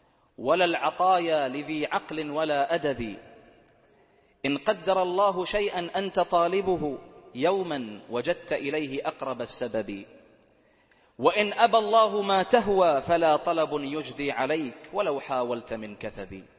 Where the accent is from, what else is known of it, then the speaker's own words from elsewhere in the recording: Bahrain; واجعل بلدنا البحرين آمنة مطمئنة، سخاء رخاء